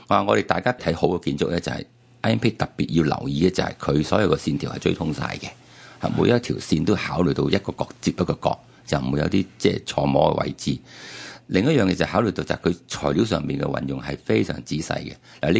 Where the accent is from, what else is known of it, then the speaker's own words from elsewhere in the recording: China; 即係我哋中国人好多时都好鍾意自己话事啦